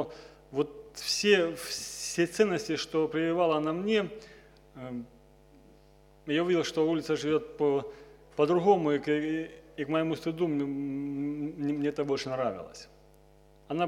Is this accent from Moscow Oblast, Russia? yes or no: no; Nevinnomyssk, Stavropol Krai, Russia; Приехал я с Кавказа, Северного Кавказа, со Ставрополя, город Невинномысск.